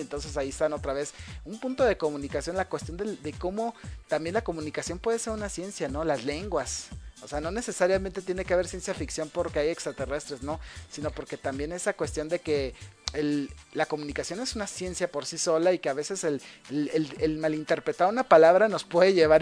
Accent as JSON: {"language": "Spanish", "country": "Mexico", "said": "hasta uno como mexicano dices, pues es la triste realidad"}